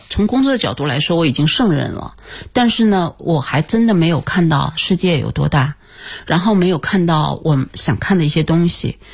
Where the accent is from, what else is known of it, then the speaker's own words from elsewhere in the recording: China; 因为日语当中它叫胶原病，我们中国人谁都没听说过